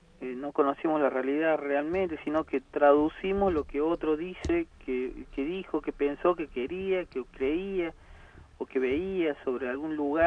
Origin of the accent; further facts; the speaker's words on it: Córdoba, Argentina; soy comunicador, soy de Córdoba